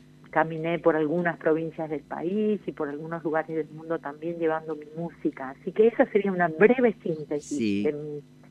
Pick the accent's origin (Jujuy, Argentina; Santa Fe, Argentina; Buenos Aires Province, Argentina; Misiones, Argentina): Misiones, Argentina; Oberá; Soy de la provincia de Misiones, de la ciudad de Oberá, que está justo en el centro de esa bellísima provincia, lujuriosa, porque es mucho verde y mucha agua, ¿no?